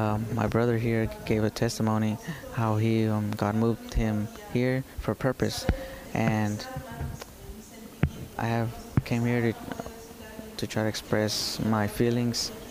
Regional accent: Chile; now in Tyler, United States; We came from Chile, and at the end, we're here in Tyler

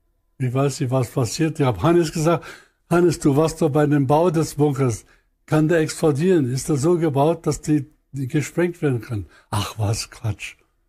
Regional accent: Upper Silesia, Poland; ich komme aus der Gegend von Obern, aus Oberschlesien.

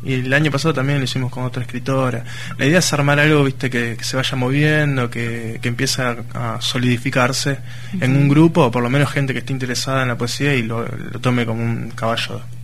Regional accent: San Justo, Buenos Aires Province, Argentina; De San Justo.

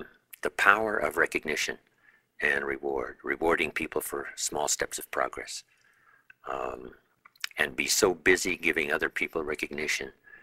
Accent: Idaho, United States; I was raised in Southwest Idaho, you know, farm country

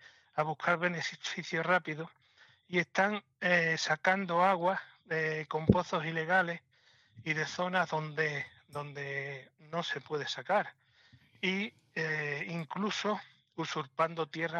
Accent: Cortegana, Andalusia, Spain; Estoy en la Sierra de Huelva. Soy un ganadero de la Sierra de Huelva, de Cortegana.

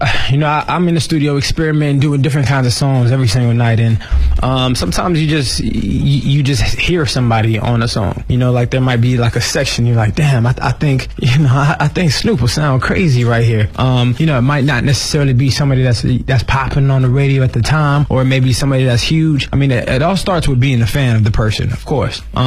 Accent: Haiti; You know, I'm from Haiti.

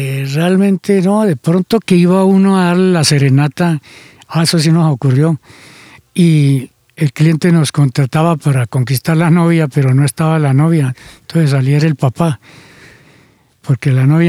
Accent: Chiquinquirá, Boyacá, Colombia; los primeros amores fueron en mi pueblo, en Chiquinquirá

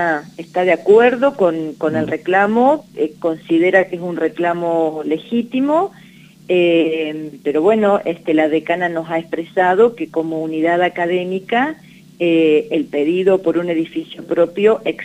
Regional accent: Catriló, La Pampa, Argentina; Tenemos, exactamente, un recorrido juntos en la localidad de Catriló.

